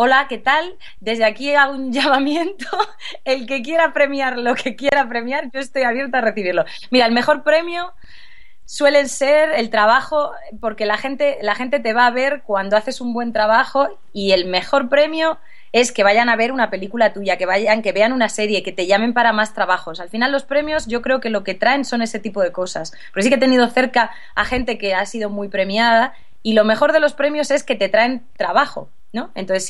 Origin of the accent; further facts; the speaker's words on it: Galicia, Spain; now in Madrid, Spain; Pues nací en Madrid. Y es donde vivo, vivo aquí en Madrid, pero me crié en Galicia. Yo viví 17, mis primeros 17 años de vida, los viví en Galicia, y mi familia, la mitad de mi familia es de allí. Así que tengo sangre gallega y sangre castellano-madrileña.